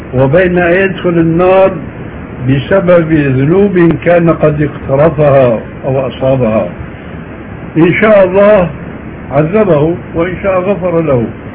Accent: Syria; عندنا في سوريا

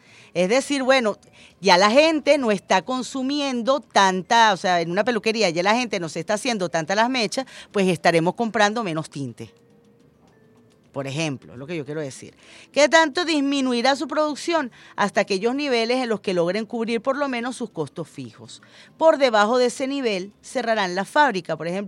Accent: Venezuela; Todos los que nacimos y vivimos en Venezuela, que queremos nuestra patria

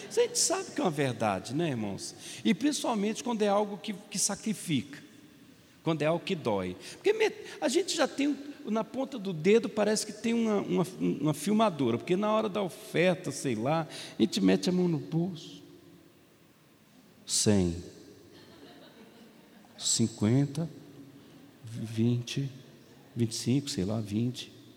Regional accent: Minas Gerais, Brazil; Não estou falando mal de vocês, estou falando mal de mim, eu sou mineiro.

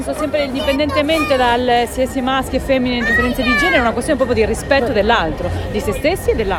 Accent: Rome, Lazio, Italy

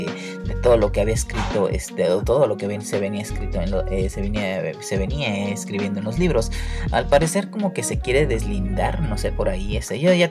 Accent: Mexico; como nosotros como mexicanos, se nos olvida bastante que brilló

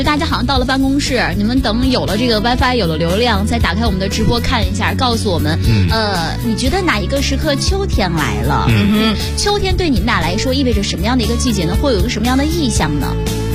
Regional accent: Zaozhuang, Shandong, China; now in Beijing, China; 不是，我在枣庄。它不临海。就完全没有露天的游泳池。

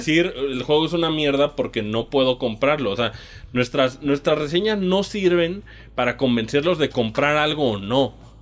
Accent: Mexico; Ya basta de que como mexicano nomás estamos diciendo

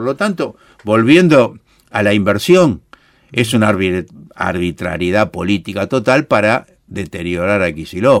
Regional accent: Buenos Aires, Argentina; más allá de que yo soy porteño

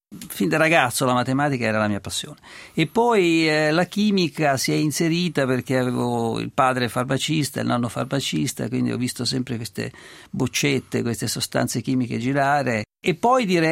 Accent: Tuscany, Italy; sono toscano e ho studiato a Pisa e... mi piace ricordarlo, continuo a sentirmi toscano.

